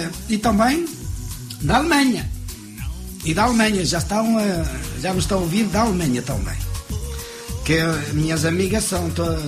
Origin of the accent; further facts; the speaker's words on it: Limões, Portugal; now in France; Sou de Limões